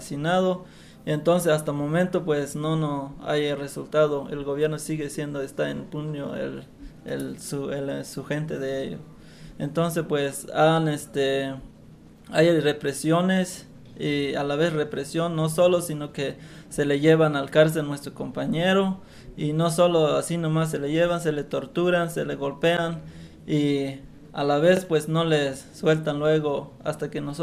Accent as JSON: {"language": "Spanish", "region": "Chiapas", "country": "Mexico", "first_language": "Tzeltal", "second_language": "Spanish", "said": "estamos de nuestro dialecto, es de Tzeltal, pero ahí estamos resistiendo"}